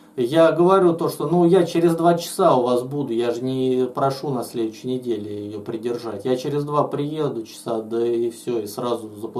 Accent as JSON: {"language": "Russian", "town": "Voronezh", "region": "Voronezh Oblast", "country": "Russia", "said": "С Воронежа, я же вам сказал."}